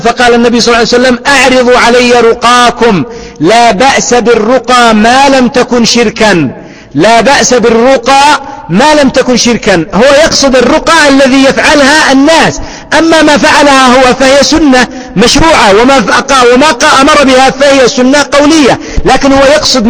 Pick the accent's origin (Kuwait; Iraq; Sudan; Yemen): Yemen; الحال عندنا في اليمن بالعكس، إلا فيما ندر، أن عندنا في اليمن لو طلقت يؤمن أن تتزوج